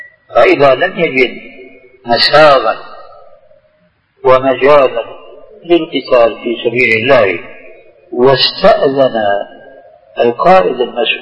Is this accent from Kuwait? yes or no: no; Syria; كما يقولون عندنا في سوريا